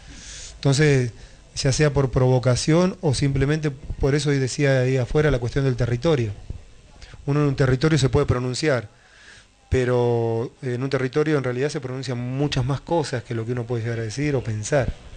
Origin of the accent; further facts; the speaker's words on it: La Pampa, Argentina; O sea, yo vine a estudiar acá, pero vine de La Pampa, no me crié acá.